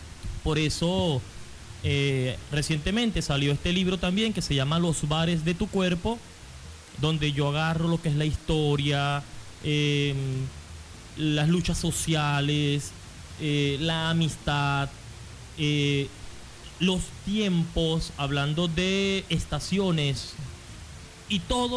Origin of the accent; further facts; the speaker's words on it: Carora, Lara, Venezuela; also born or lived in Maracaibo / Mérida / Caracas; yo nací en Maracaibo, y cuando nací me llevaron para Carora, y allí estuve mucho tiempo, y luego me fui para Mérida.